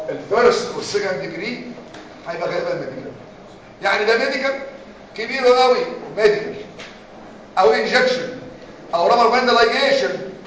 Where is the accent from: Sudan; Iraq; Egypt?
Egypt; يعني ما فيش انا واحد مصري وعالم